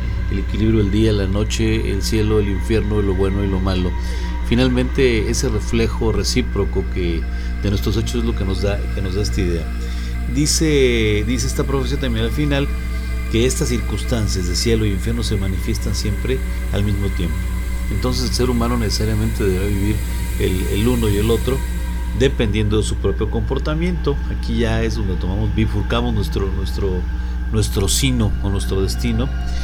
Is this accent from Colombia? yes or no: no; Mexico; así como somos los mexicanos